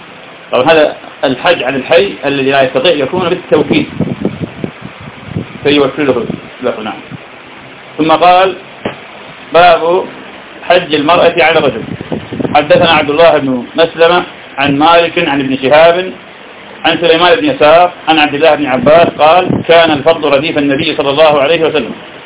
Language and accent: Arabic; Iraq; يعني في بلدنا العراق الناس بفضل الله تعالى تبدو في هذا وغيره